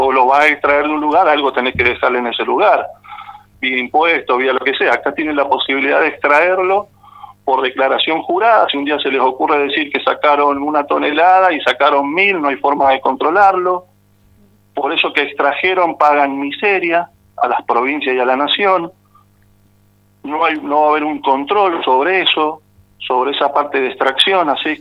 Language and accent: Spanish; Argentina; A mí me preocupa mucho perder hoy día Vaca Muerta, por ejemplo, como argentino.